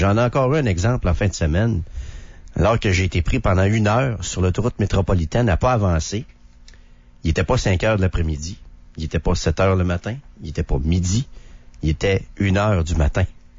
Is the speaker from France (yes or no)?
no; Quebec City, Quebec, Canada; Moi, je suis sorti de Québec. Je m'en suis sorti de ce village-là.